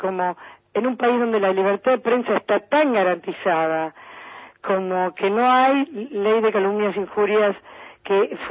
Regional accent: Boedo, Buenos Aires, Argentina; born there; yo nací en Buedo, y así que así son las cosas en nuestro, en nuestra querida ciudad.

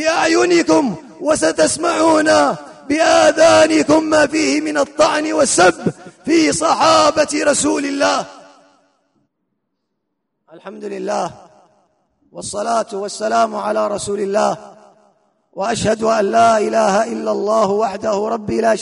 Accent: Hadhramaut, Yemen; في بلادنا هذه بلاد حضرموت

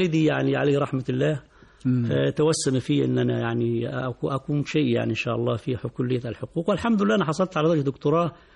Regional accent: Asyut Governorate, Egypt; من بلدي من قريتي

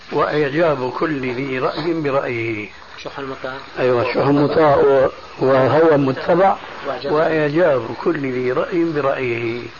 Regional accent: Syria; كما يقولون عندنا في سوريا

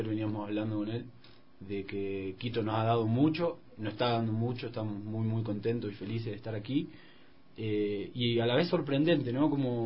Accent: Campana, Buenos Aires Province, Argentina; Yo soy de Campana, una ciudad industrial al norte de la capital, que es del cordón industrial, digamos, pertenece al cordón industrial.

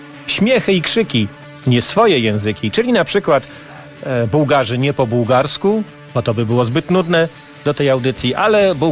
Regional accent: Silesian Voivodeship, Poland; accent: Silesian; W sprawie mojego śląskiego akcentu Tomek znowu mnie molestuje.

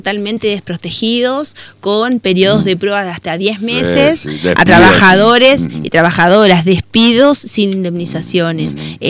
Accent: Concordia, Entre Ríos, Argentina; Somos todos argentinos, concordienses.

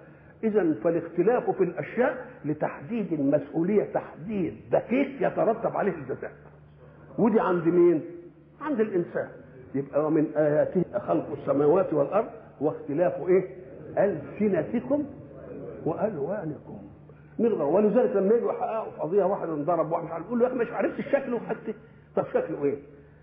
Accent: Egypt; accent: Egyptian; ولذلك احنا لما نروح بلاد ان كلمناهم بلهجتنا المصريه ما يفهموش ولا كلمه

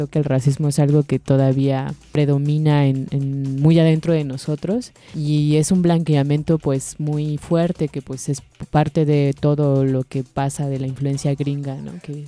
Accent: Mexico City, Mexico; tú dices que todos somos culeros porque somos de la ciudad

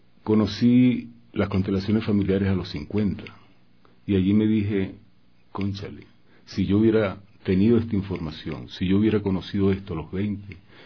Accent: Venezuela; moved away as an adult; now in Ecuador; Sí, vengo desde Venezuela. Mi esposo y yo decidimos venirnos.

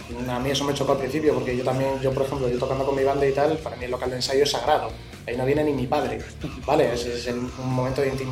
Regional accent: Torrelavega, Cantabria, Spain; O sea, soy de Torrelavega y me estás llamando de Madrid.

